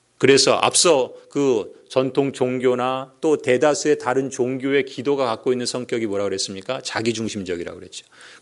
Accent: Seoul, South Korea; also born or lived in Chungcheong; 제가 저희 고향은 충청도고 저는 서울 사람인데

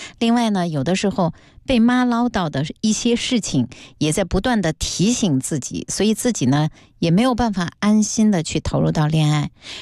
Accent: China; 我们中国人的家庭中缺乏的边界感

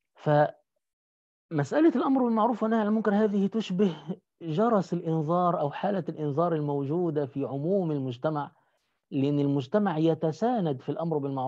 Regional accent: Egypt; فنحن عندنا في مصر لم ينتهي نظام الوقف إلا مع نابليون ثم مع محمد علي

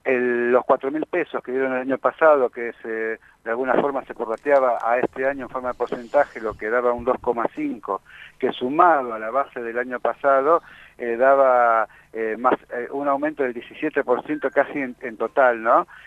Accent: La Matanza, Buenos Aires Province, Argentina; Yo soy de La Matanza

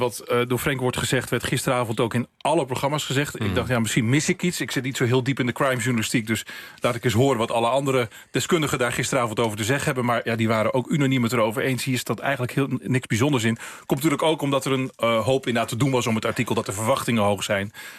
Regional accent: Drenthe, Netherlands; Ik ben een Drent, dus ik vind dat mooi.

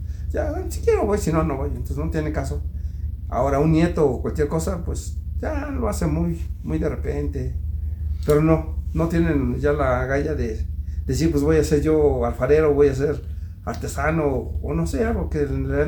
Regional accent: Metepec, State of Mexico, Mexico; De aquí de Metepec. Aquí en Metepec, ellos eran olleros

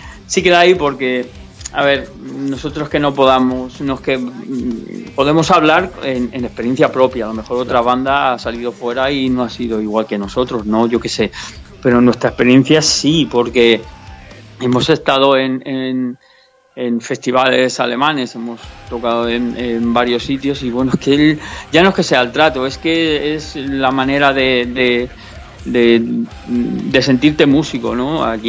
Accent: Spain; en España somos españoles

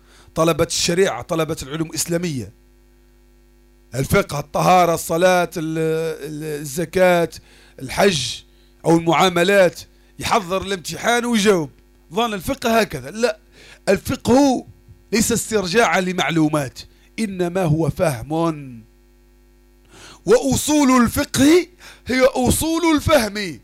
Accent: Algeria; وموجودة حتى عندنا في الجزائر احدى الطائرات اللي طاحت هذيك كاين واحد حي

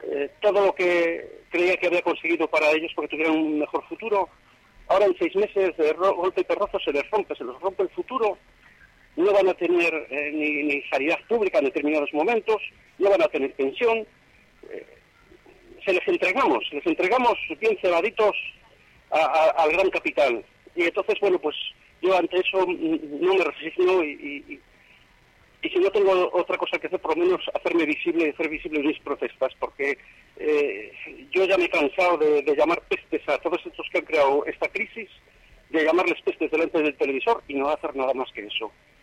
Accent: Valladolid, Castile and León, Spain; Sí, soy de aquí de Valladolid.

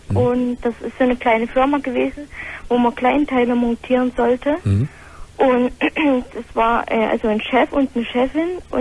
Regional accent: East Germany, Germany; born there; Also ich wohne erstens mal im Schwabenland, bin aber gebürtige Ostlerin.

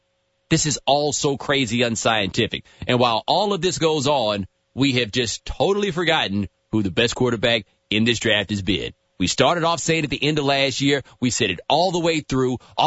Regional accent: Houston, Texas, United States; Like, when people tell me places like Miami are spread out, I'm like, yo, I'm from Houston. I know sprawl, all right?

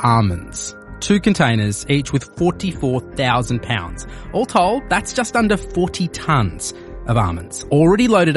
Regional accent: Australia; which famously changed gun laws in my home country of Australia.

